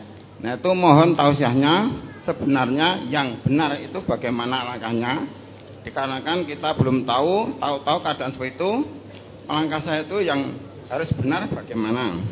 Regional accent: Lubuklinggau, South Sumatra, Indonesia; Kami dari Sumatera, Lubuk Linggo, Sumatera Selatan, Musirawas, kelompok Pedang.

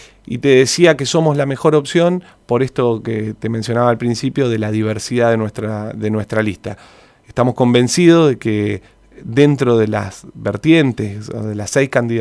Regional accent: Santa Rosa, La Pampa, Argentina; Somos vecinos de Santa Rosa, nacidos y criados en Santa Rosa, que creemos en que la situación de Santa Rosa puede estar mejor

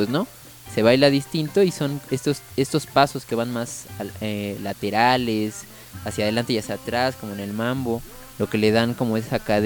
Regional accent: Mexico; Particularmente como que tenemos igual como esa maña en México, ¿no?

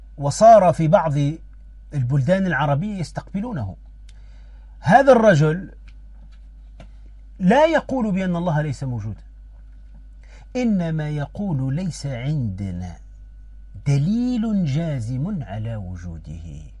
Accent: Tunisia; أحد الدعاة المعروفين عندنا في تونس

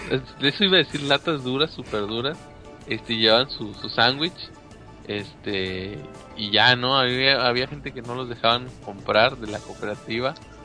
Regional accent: Monterrey, Nuevo León, Mexico; Sí, pues soy de Monterrey.

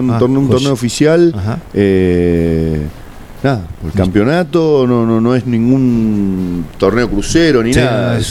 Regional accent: Buenos Aires, Argentina; para mí de que vengo de Buenos Aires, empezar un partido a las 9:30, 10, ya es tarde

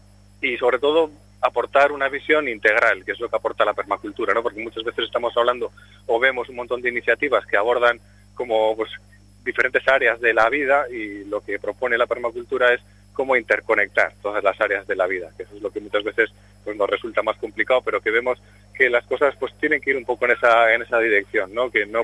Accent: Vitoria-Gasteiz, Basque Country, Spain; nosotros venimos de Vitoria-Gasteiz

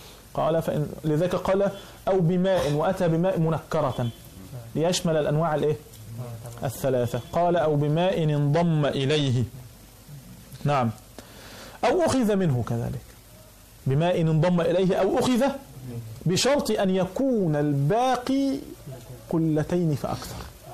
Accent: Egypt; كان يوجد عندنا في مصر قديما

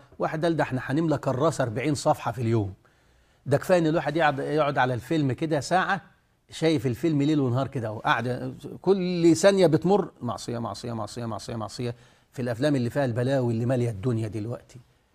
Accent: Egypt; اصل الناس اتعودت عندنا في مصر كده

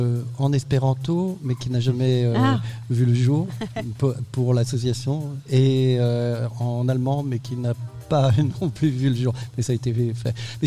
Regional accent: Brittany, France; c'était à Saint-Malo, puisque je suis breton, et c'est à côté de chez moi.

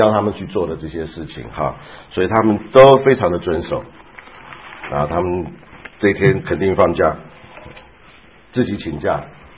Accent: Taiwan; 像我是从台湾来的

